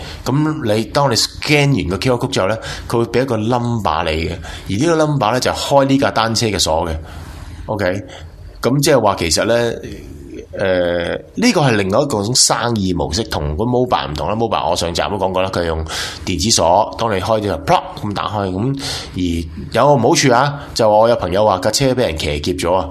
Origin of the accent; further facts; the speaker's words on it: Hong Kong; 我系啊，我香港嚟嘅。